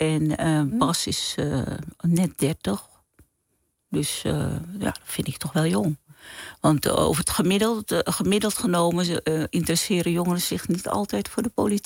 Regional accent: Paramaribo, Suriname; moved away as an adult; now in Rotterdam, Netherlands; geboren in Suriname, Paramaribo. Op de 18e naar Nederland gekomen, in Rotterdam gaan wonen.

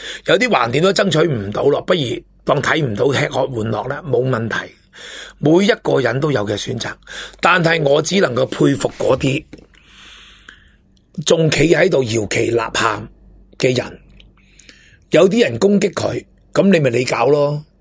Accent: Hong Kong; 成日笑大陆如何如何，我哋香港人都做紧鸵鸟。

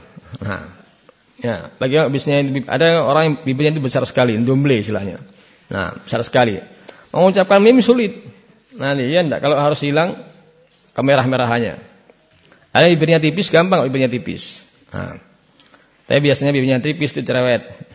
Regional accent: Java, Indonesia; Saya sendiri orang Jawa.

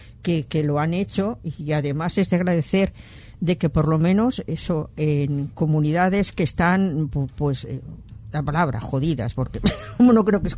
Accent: Spain; somos, el español es muy individualista y se mira mucho el ombligo

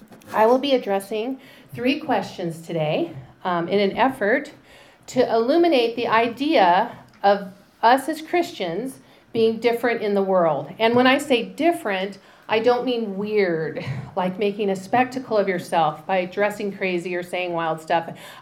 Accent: Spokane, Washington, United States; I am from Spokane. I grew up there my whole life.

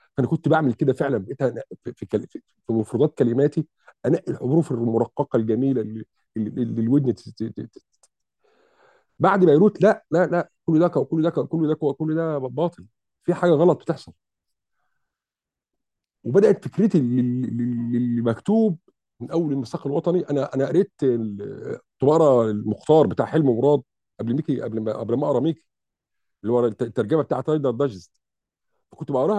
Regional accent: Mansoura, Dakahlia, Egypt; كان في الفترة ديت عندنا في المنصورة الدكتور اسمه الدكتور شافعي بشير، وكنا احنا في ثانوي في الفترة دي، اعدادي خارجين من اعدادي عين سعد.

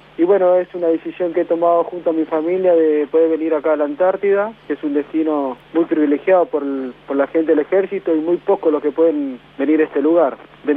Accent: Salta, Argentina; De Salta Capital.

